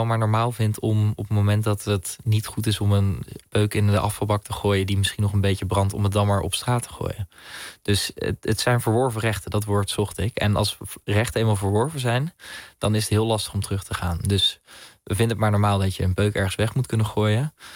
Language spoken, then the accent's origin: Dutch; Netherlands; Maar ik ben Nederlander, dus als ik het in Nederland vind, dan heb ik daar wel invloed op met de manier hoe ik stem.